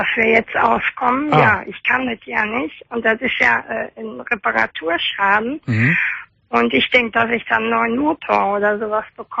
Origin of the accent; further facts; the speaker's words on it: Oberhausen, North Rhine-Westphalia, Germany; Ich komme aus Oberhausen.